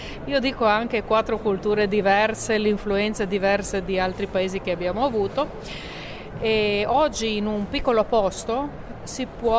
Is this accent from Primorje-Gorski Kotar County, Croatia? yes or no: yes; Primorje-Gorski Kotar County, Croatia; Poi la regione del Quarnero, da dove vengo io, che si trova nella parte settentrionale della Croazia, cioè dell'Adriatico, molto vicina all'Italia.